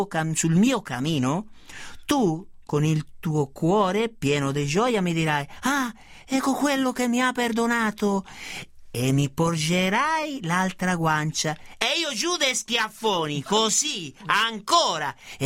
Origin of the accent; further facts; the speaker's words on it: Treviso, Veneto, Italy; Io sono di Treviso, lo voglio chiarire una volta per tutte